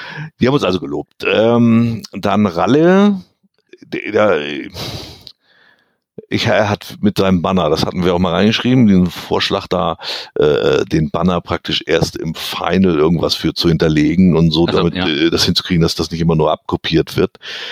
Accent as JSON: {"language": "German", "region": "East Germany", "country": "Germany", "tie": "born or raised there", "said": "ich bin im Osten aufgewachsen"}